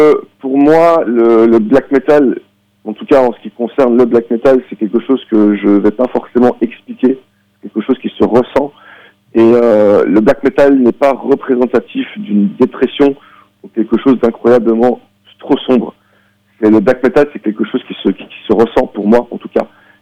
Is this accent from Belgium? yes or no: yes; Belgium; Moi, en tant que Belge, j'ai vu ça avec une certaine distance